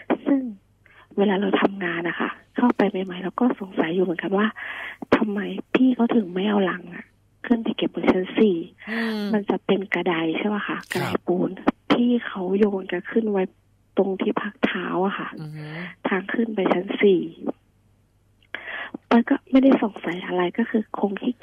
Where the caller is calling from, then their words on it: Nonthaburi, Thailand; นนทบุรีค่ะ